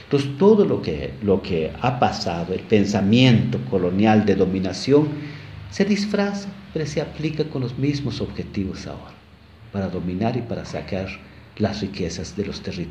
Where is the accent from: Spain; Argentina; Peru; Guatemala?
Guatemala; Santa Cruz del Quiché, Quiché; Spanish is a second language; porque yo soy de Santa Cruz del Quiché y hablo Quiché